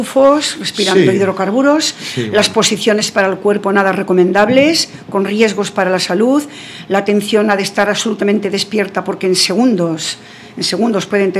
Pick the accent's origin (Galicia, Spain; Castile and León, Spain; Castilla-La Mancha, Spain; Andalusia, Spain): Castile and León, Spain; Rabanera del Pinar; hubo toda una peregrinación de taxistas de España entera hasta mi pueblo, Rabanera del Pinar, salió en televisión